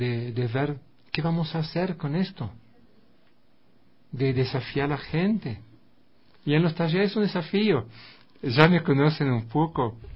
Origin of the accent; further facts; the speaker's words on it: France; Spanish is a second language; soy blanco, soy yanqui, vengo de Francia